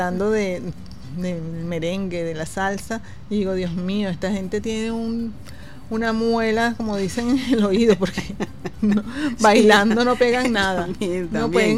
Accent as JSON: {"language": "Spanish", "town": "Caracas", "region": "Capital District", "country": "Venezuela", "said": "en este caso que estamos aquí en Caracas, como caraqueños, pero además venezolanos, latinoamericanos y caribeños"}